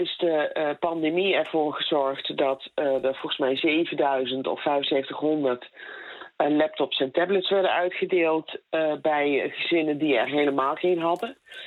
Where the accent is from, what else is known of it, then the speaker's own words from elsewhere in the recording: Netherlands; Je denkt er als Nederlander die wel goed onderwijs heeft gekregen nooit zo over na.